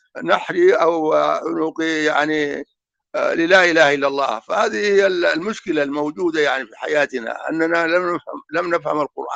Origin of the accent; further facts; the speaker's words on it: Darfur, Sudan; يعني كالمثل اللي عندنا في دارفور